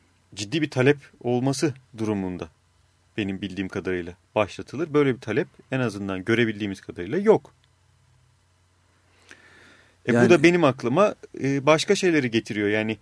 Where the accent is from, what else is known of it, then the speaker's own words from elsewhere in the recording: Istanbul, Turkey; yani hani bir İstanbullu olarak, biz de sonuçta bir İstanbul ve çevresine yayın yapan bölgesel bir radyo olarak